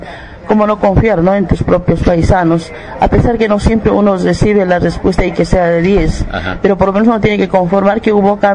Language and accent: Spanish; Bolivia; podemos decir si somos bolivianos